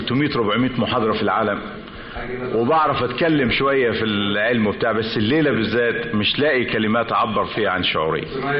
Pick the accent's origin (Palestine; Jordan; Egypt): Egypt; Damanhur, Beheira; ان انا اكون ابن تسوق ابن دمنهور ابن كفر الشيخ وابن مصر مصر الغالية علينا كلنا